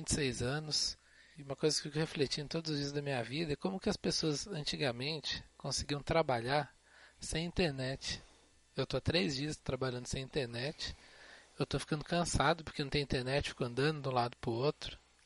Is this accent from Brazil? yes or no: yes; Guarulhos, São Paulo, Brazil; born there; Guarulhos, São Paulo, mas meu coração é mineiro.